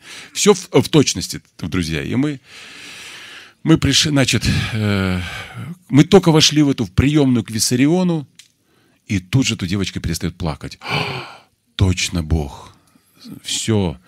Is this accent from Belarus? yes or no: yes; Belarus; Я, говорю, с Белоруссии приехал и знаю, а вы не знаете.